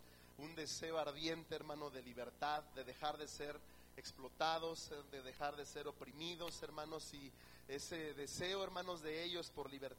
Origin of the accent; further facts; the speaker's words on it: Mexico; Hoy, hermano, como mexicanos, estamos de alguna forma de fiesta, ¿verdad?